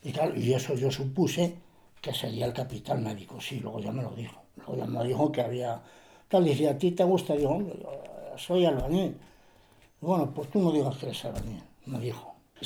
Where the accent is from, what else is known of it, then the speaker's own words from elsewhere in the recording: Peñaranda de Bracamonte, Castile and León, Spain; Le digo, yo soy de Peñaranda de Bracamonte.